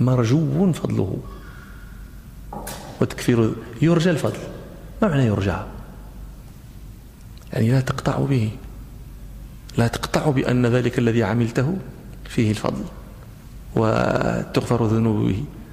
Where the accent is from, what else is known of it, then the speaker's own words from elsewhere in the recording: Morocco; ونحن في التراويح عندنا في المغرب يعني لابد أن نختم نقرأ بحزب